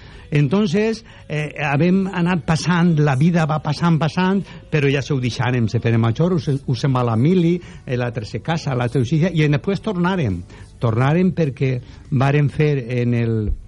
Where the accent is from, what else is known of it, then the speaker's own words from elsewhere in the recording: Catarroja, Valencian Community, Spain; Perquè nosaltres, com tu bé has dit, som de Catarroja, entonces se coneguem, serem d'allí de la Contornà i tal.